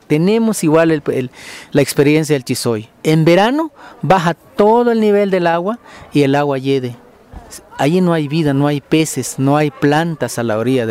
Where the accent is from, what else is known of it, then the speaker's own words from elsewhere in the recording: Ixcán, Quiché, Guatemala; vengo de Ixcán, Quiché, Guatemala.